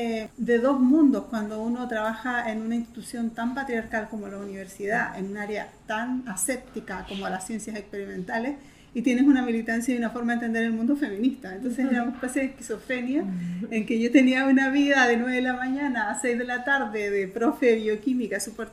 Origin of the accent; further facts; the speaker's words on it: Concepción, Biobío, Chile; en Concepción, que es en mi ciudad natal